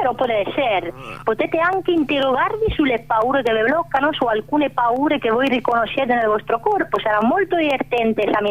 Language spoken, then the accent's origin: Italian; Argentina; Italian is a second language; Vengo dall'Argentina, come voi sapete